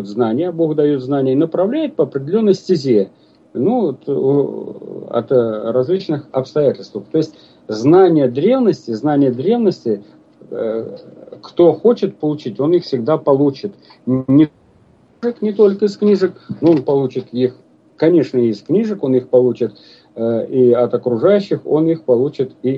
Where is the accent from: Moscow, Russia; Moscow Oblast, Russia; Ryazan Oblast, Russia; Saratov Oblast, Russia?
Ryazan Oblast, Russia; Ну, второй пример, вот это Рязанская область. У меня на родине